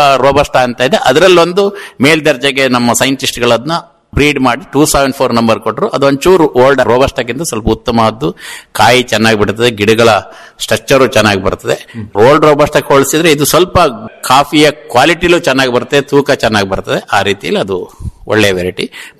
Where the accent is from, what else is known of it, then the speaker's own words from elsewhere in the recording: Mudigere, Karnataka, India; moved away; ನಾನು ಆಕ್ಚುಲಿ ನನ್ನ ಮೂಲತಃ ಮೂಡಿಗೆರೆಯವನು. ಇಲ್ಲಿಗೆ ಬಂದು 20 ವರ್ಷ ಆಯ್ತು ತೊಳಲು ಗ್ರಾಮಕ್ಕೆ.